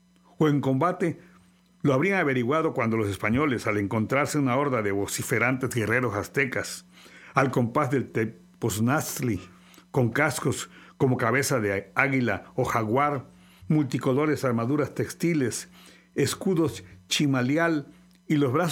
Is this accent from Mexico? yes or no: yes; Mexico; Somos mexicanos, una nueva raza.